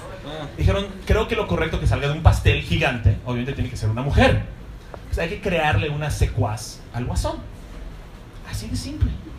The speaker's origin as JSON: {"language": "Spanish", "town": "Cancún", "region": "Quintana Roo", "country": "Mexico", "said": "Soy de Cancún, yo puedo reconocer un bikini muy rápidamente."}